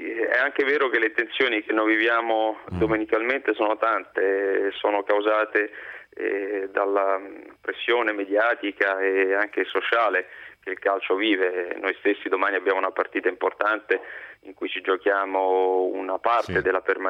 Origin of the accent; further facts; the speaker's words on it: Rome, Lazio, Italy; io sono romano, quindi tradizioni diciamo per metà abruzzese.